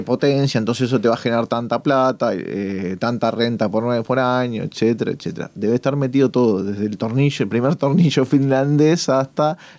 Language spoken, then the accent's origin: Spanish; Uruguay; yo soy uruguayo